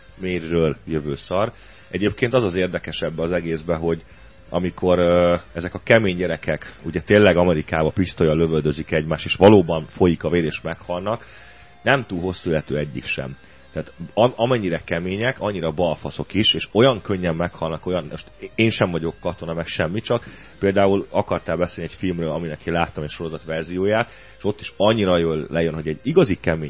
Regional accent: Budapest, Hungary; Mi ott a 15. kerületben nőttünk föl

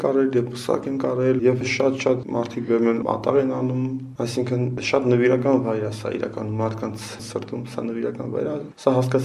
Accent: Dilijan, Tavush, Armenia; born there; Ծնունդով Դիլիջանից։ Իմ ընտանիք հաշտարակում ապրում, բայց ես ծնունդով Դիլիջանից։

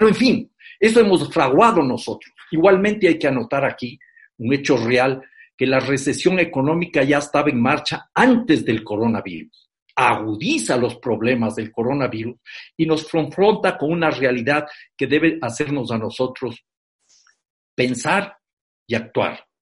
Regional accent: Ecuador; 1.300.000 hogares en mi país, Ecuador, no tienen una vivienda adecuada

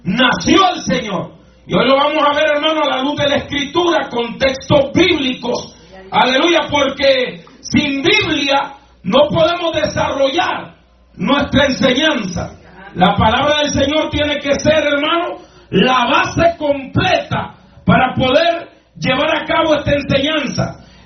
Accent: Honduras; Yo voy a hablar de mi país de origen, de Honduras.

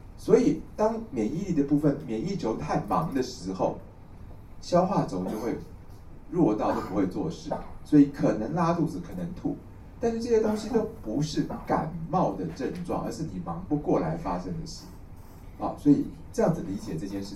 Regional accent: Taiwan

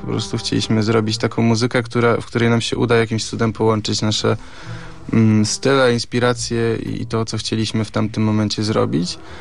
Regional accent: Gdynia, Pomeranian Voivodeship, Poland; No, ja jako gdynianin, nie oszukujmy się, urodzony i wychowany w Gdyni

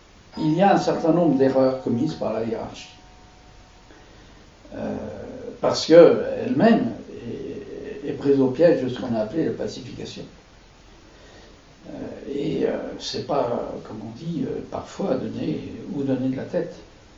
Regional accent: France; Moi, je suis français et je règle mes comptes avec le camp auquel j'appartiens.

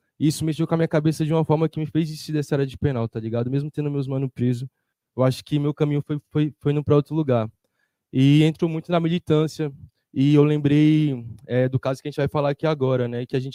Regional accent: Samambaia, Federal District, Brazil; uma dessas famílias, né, que a gente se aproximou mais foi da minha quebrada lá de Sumambaia

